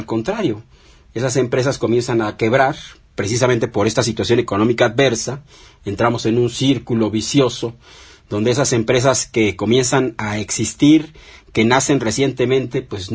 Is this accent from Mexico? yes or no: yes; Mexico; lo que debemos temer todos nosotros como mexicanos